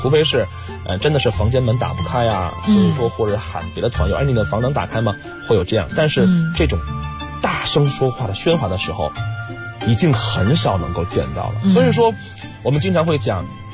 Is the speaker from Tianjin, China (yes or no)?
yes; Tianjin, China; 首先我是一个土生土长的天津孩子